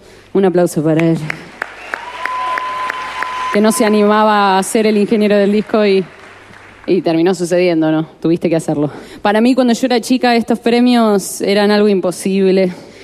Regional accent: Santa Fe, Argentina; Yo soy de Santa Fe.

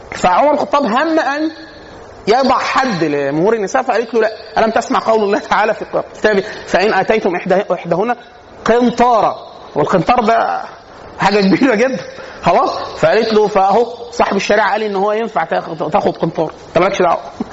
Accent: Upper Egypt, Egypt; now in Cairo, Egypt; انا عشان اصلا من الصعيد

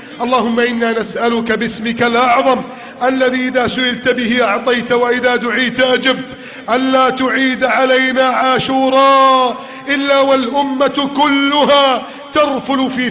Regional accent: Egypt; واجعل بلدنا مصر آمنا مطمئنا، آمنا مطمئنا، آمنا مطمئنا

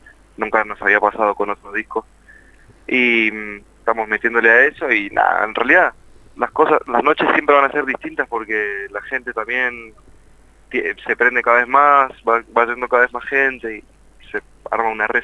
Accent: Mendoza, Argentina; now in Buenos Aires, Argentina

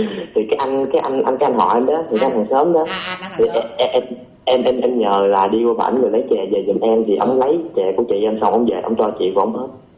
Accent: Long Xuyên, An Giang, Vietnam; 17 tuổi, quê em ở Long Xuyên, An Giang, cùng quê với anh.

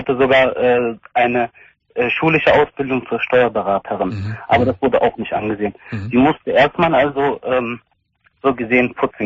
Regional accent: Hilden, North Rhine-Westphalia, Germany; born there; Ich bin in Hilden geboren, das ist bei Düsseldorf.

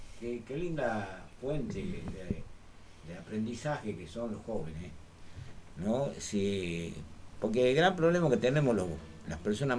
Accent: Salta, Argentina; yo vengo allá del Chaco salteño, de adentro del monte, donde todavía ni siquiera hay luz, donde ni siquiera hoy hay internet

